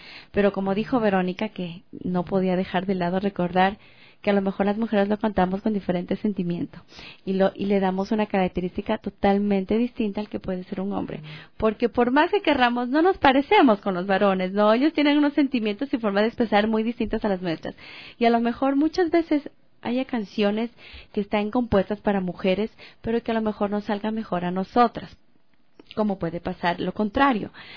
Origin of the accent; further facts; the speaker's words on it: Loja, Ecuador; sentirme orgullosamente además que soy ecuatoriana, que soy lojana